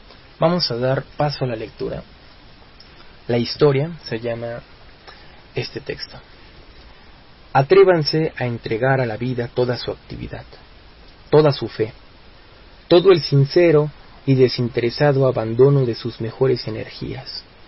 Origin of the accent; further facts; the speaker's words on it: Mexico; a nosotros como mexicanos nos demuestra el sendero